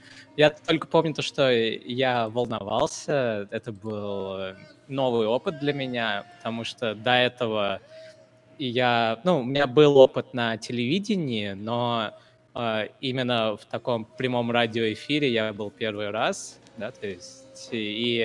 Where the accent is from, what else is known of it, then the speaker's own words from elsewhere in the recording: India; я вот, например, из Индии, да, и я спокойно могу общаться со студентами из Китая